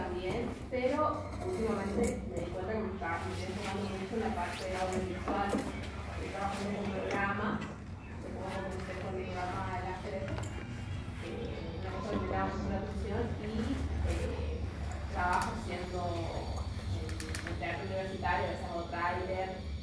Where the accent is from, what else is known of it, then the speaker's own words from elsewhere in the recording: Corrientes, Argentina; de Corrientes.